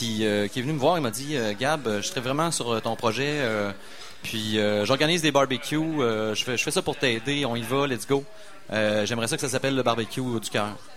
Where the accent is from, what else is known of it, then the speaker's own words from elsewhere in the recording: Quebec City, Quebec, Canada; mais je viens de Limoilou. Moi, je suis un gars de Limoilou. J'ai fait mon école à peu près dans un rayon de 300 mètres.